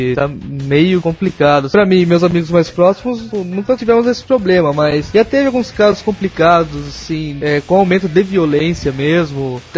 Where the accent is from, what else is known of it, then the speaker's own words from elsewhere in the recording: Rio Claro, São Paulo, Brazil; Sou de Rio Claro, interior de São Paulo, perto de, na região de Campinas, Piracicaba, pra esses lados.